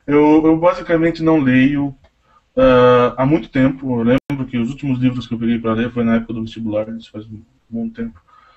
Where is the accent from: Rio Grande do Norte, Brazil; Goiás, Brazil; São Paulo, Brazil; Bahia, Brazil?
São Paulo, Brazil; Tatuí; eu sou de Tatuí, né?